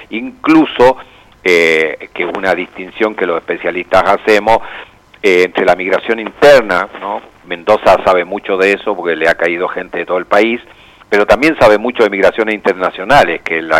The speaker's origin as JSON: {"language": "Spanish", "country": "Chile", "also_born_or_lived": "Buenos Aires", "moved": "as an adult", "lives_now": "Neuquén, Argentina", "said": "yo soy chileno, vivo en Neuquén, en Argentina hace 40 años, primero en Porteñolandia, sí. Y hace más de 30 años en Neuquén, donde uno ya va echando raíces"}